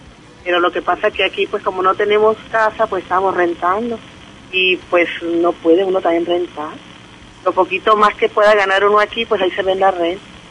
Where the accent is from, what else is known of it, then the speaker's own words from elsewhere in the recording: Guaymas, Sonora, Mexico; Nosotros somos de Guaymas, del Valle del Empalme, para adentro de los ranchos.